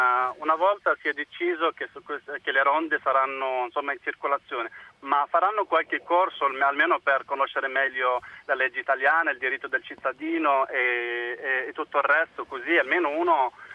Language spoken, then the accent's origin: Italian; Tunisia; now in Italy; Sono tunisino, vivo qua in Italia da 20 anni